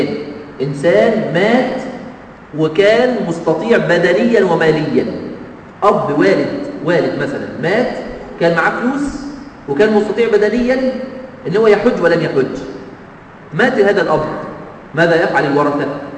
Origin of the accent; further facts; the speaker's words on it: Egypt; لازم أطلع النائب عني من بلدي أنا من مصر